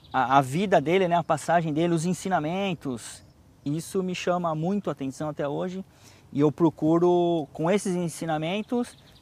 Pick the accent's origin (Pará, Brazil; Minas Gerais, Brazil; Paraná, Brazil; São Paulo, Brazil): São Paulo, Brazil; born there; Eu nasci em São Paulo, né? E vivi com a minha família, né?